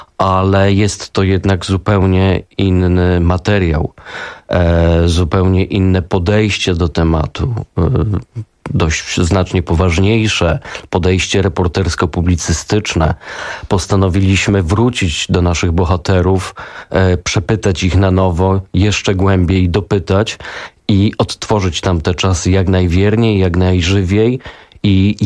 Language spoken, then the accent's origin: Polish; Greater Poland Voivodeship, Poland; oboje pochodzimy z Wielkopolski